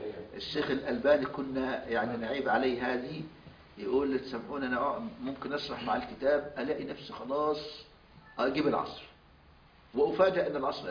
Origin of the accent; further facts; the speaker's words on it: Al-Badari, Asyut Governorate, Egypt; born there; مسقط رأسي مركز البداري محافظة أسيوط في صعيد مصر